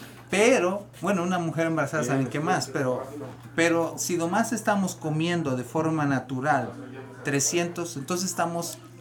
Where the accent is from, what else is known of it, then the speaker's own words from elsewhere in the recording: Michoacán, Mexico; also born or lived in Guadalajara; Yo soy de Sabue, Michoacán, pero estudié en Guadalajara. Yo vivía en el Coli.